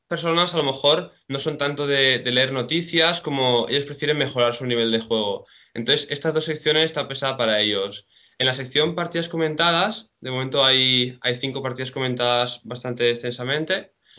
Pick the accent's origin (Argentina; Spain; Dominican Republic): Spain; Salou, Catalonia